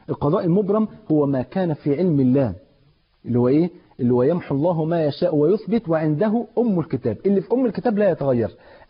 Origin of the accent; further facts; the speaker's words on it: Egypt; عندنا في مصر